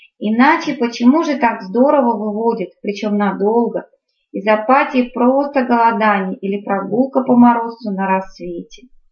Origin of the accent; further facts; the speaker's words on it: Krasnoyarsk, Krasnoyarsk Krai, Russia; now in Moscow, Russia; Я приехала из Красноярска, в Москве только 3 года.